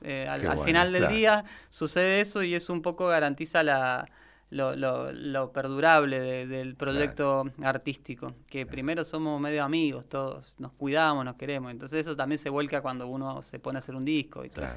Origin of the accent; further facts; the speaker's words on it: Mendoza, Argentina; antes de intentar llegar a Buenos Aires como mendocinos